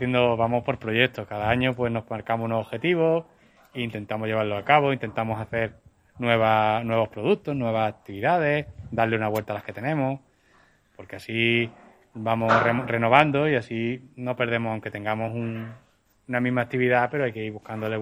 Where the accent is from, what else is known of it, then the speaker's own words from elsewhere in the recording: Málaga, Andalusia, Spain; Yo no soy de pueblo, soy de Málaga